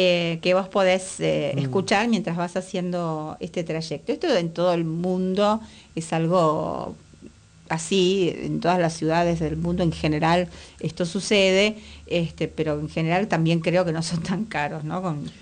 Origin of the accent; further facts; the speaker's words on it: Buenos Aires, Argentina; soy una ciudadana porteña, nací, vivo en la ciudad de Buenos Aires